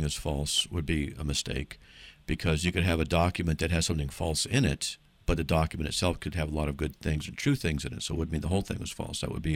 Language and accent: English; California, United States; I'm from Southern California and love Idaho.